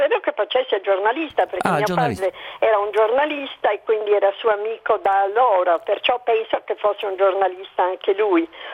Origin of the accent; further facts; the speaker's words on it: Sassari, Sardinia, Italy; Siccome io sono di Sassari